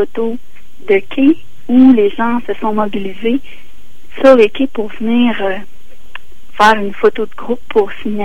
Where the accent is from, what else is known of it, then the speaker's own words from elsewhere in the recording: Quebec, Canada; Puis moi, c'est parce que je viens de la Gaspésie. J'ai pas la même relation au fleuve. Je viens du Sud, donc je suis la baie des Chaleurs puis tout ça.